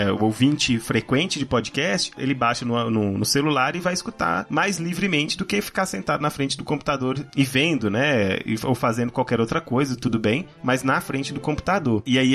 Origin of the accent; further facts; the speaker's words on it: Minas Gerais, Brazil; Ninguém vai perceber que a gente é mineiro.